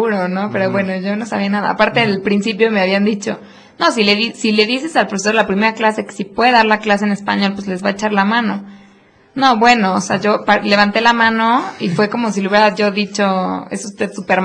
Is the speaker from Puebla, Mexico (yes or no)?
yes; Puebla, Mexico; porque pues yo también soy de Puebla y vivo acá con mis papás, ¿no?